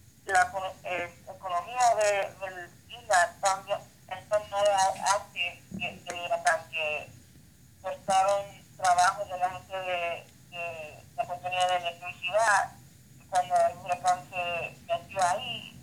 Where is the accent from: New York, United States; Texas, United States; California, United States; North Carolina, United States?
New York, United States; mi papá es alemán y irlandés y mi mamá puertorriqueña. Yo crecí con ella aquí en Nueva York.